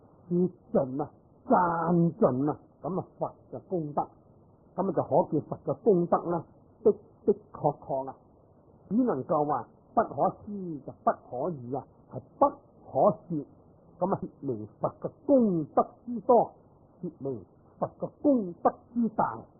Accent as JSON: {"language": "Cantonese", "country": "China", "said": "咁其实我哋中国人呢读我哋"}